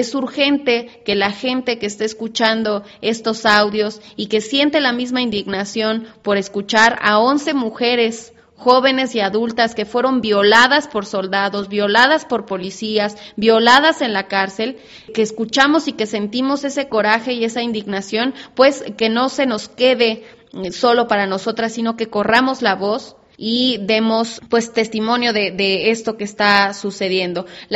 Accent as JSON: {"language": "Spanish", "country": "Mexico", "said": "de nuestra responsabilidad como mexicanos, como mexicanas"}